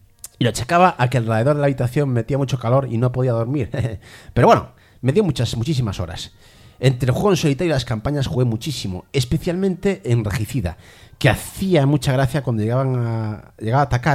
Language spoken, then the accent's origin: Spanish; Chile; En mi país, Chile, existe un lugar conocido como Persa Biobio.